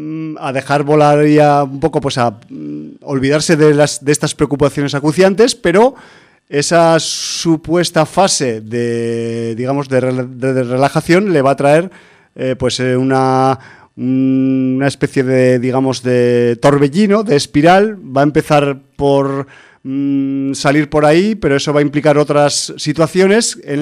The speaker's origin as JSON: {"language": "Spanish", "town": "Barcelona", "region": "Catalonia", "country": "Spain", "said": "nosotros somos de Barcelona y no conocemos el underground"}